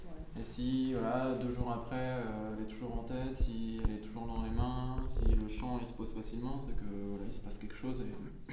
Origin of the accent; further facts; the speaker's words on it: France; Il faudra que je le fasse parce que je suis français et puis.